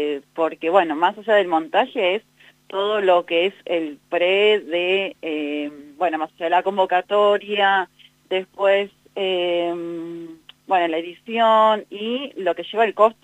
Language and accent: Spanish; Florencio Varela, Buenos Aires Province, Argentina; soy fanática y soy de Florencio Varela.